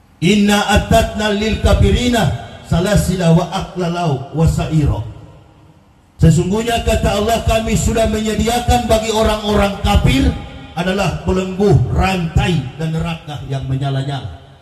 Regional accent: Manado, North Sulawesi, Indonesia; Saya adalah orang Manado, dilahirkan, dibesarkan di Manado.

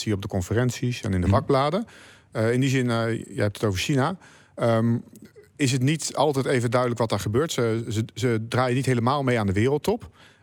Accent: Delft, South Holland, Netherlands; Ik ben zelf Delftenaar.

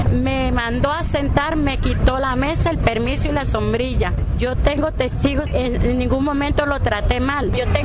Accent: Costa Rica; Soy tica, sí.

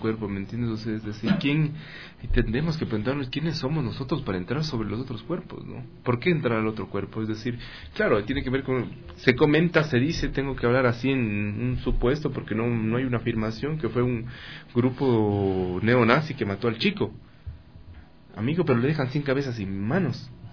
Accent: Ecuador; Ahora sí, soy ecuatoriano

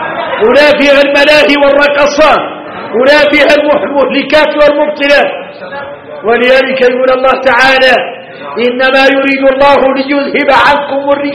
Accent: Mauritania; اي احنا موريتاني حارنا متين العود اللون في قاموس الحسانية

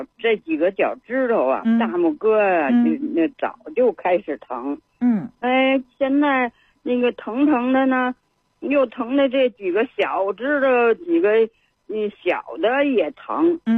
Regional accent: Beijing, China; 我也是北京人

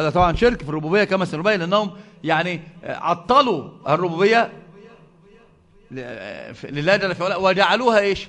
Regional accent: Egypt; الحمد لله ما فيش حد عندنا في مصر بيقول بذلك

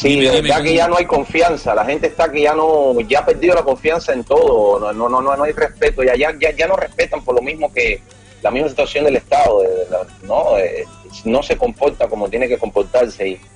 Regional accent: Cuba; now in Peru; Les mando muchos saludos, muchas bendiciones desde acá, desde Perú. Yo soy cubano, como ya tú lo mencionas ahí, para que la gente sepa, pero tengo muchos años en Perú, así que mi corazón está partido en dos, mitad cubano, mitad peruano

